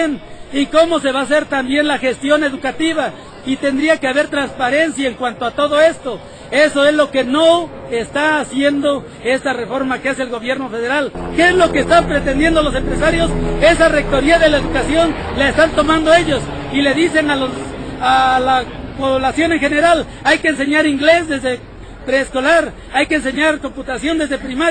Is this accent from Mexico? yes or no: yes; Mexico; nosotros nos identificamos como mexicanos. Si nosotros nos sentimos mexicanos, vamos a luchar porque este país progrese